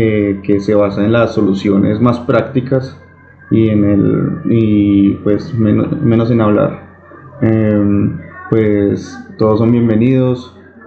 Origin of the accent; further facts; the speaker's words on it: Armenia, Quindío, Colombia; de Armenia, Colombia.